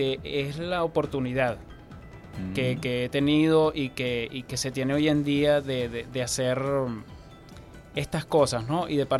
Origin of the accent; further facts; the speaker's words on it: Caucagüita, Miranda, Venezuela; Yo no soy de Valle Vivo como tal, ¿no? Uh-huh. Soy de la parroquia Caucahuita.